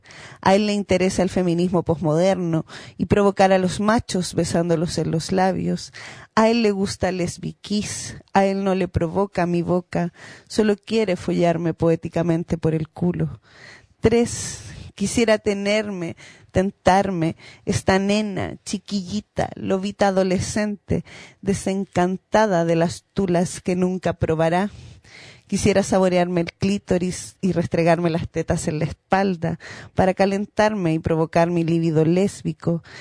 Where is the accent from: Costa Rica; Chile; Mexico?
Chile; Iquique, Tarapacá; Sí, mis dos padres y mis cuatro abuelos. Yo soy de Camacha.